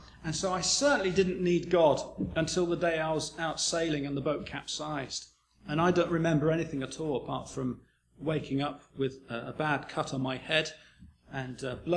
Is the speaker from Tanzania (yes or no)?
no; New Zealand; born there; I'm not English. I have an Irish name, but I have no Irish blood whatsoever, so I need to explain that a little bit. I was born in New Zealand quite a long time ago.